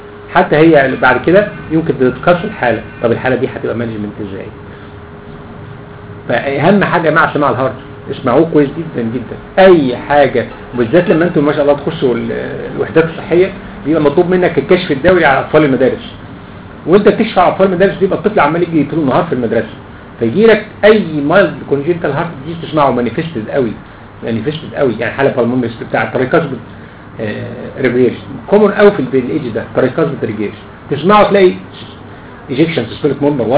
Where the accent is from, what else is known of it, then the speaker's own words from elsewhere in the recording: Egypt; ده السيستمز اللي ماشي عندنا في مصر في كل العالم في كل الجمهوريه